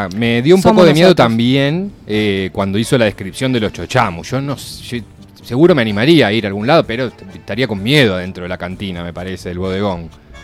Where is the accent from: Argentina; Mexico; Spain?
Argentina; por entender cómo somos los argentinos, qué somos los argentinos